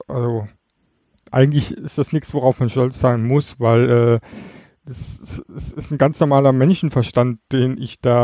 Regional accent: East Germany, Germany; Weil, wie du weißt, komme ich ja aus dem Osten.

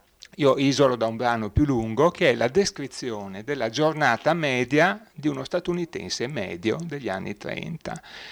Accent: Venice, Veneto, Italy; born there; now in Milan, Italy; io sono nato a Venezia, mi sono trasferito a Milano nel 1970, la mia esperienza personale di migrazione è interna, ai confini nazionali

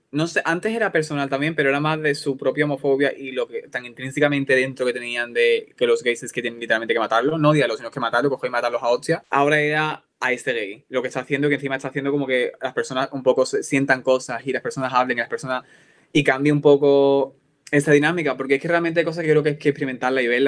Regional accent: Andalusia, Spain; now in Sweden; Porque yo soy de Málaga, pero yo soy de un pueblecito de Málaga que es bastante cerrado y tal

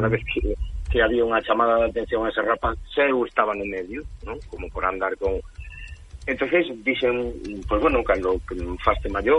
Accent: Portas, Galicia, Spain; Centro unha presentación ali, no meu pobo, precisamente.

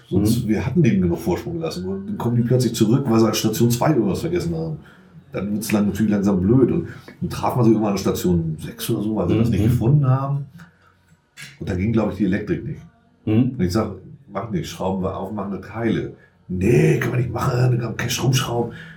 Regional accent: Elsdorf, Germany; ich komme aus Elsdorf, also das ist noch so eine Entfernung, da ist der Schneewarding einfach ein Begriff.

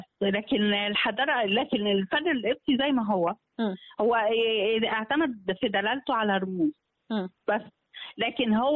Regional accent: Egypt; في العادية يعني بتاعتنا احنا كمصريين فرعونيين

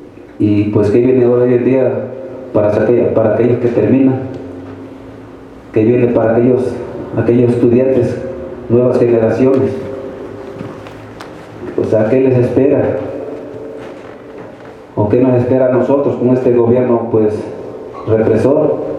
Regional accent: Tixtla, Guerrero, Mexico; Yo soy originario de Tixla

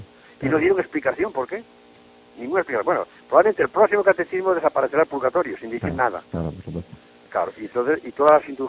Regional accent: Galicia, Spain; de mi infancia en Galicia en los tiempos cuando estalló la guerra

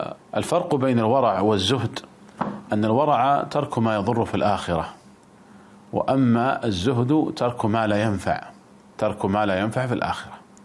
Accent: Saudi Arabia; يعني مثلا عندنا في المملكة العربية السعودية

